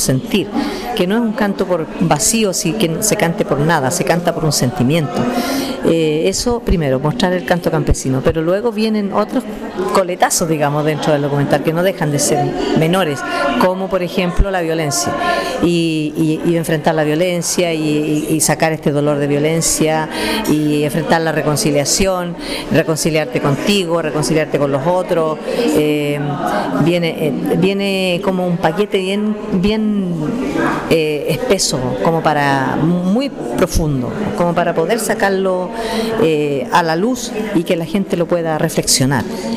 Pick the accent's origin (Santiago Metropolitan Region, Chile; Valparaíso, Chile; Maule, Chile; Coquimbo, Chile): Maule, Chile; Sagrada Familia; estaba todo mi pueblo, mucha gente de mi pueblo, como está la gente común, la gente de mi comuna, de mi Sagrada Familia